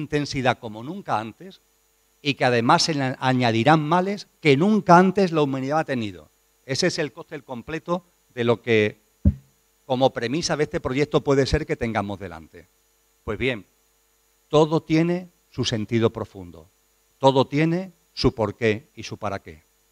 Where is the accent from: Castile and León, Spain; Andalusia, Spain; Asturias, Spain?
Andalusia, Spain; Soy andaluz y me va el calor, me va el sol.